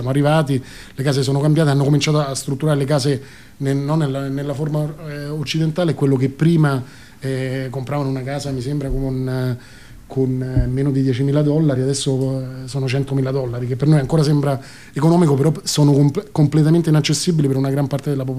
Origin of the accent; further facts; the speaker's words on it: Spain; E io, figurati, insomma, vengo dalla Spagna, dove hanno vissuto tantissimo di questa forma di sviluppo incontrollata, no?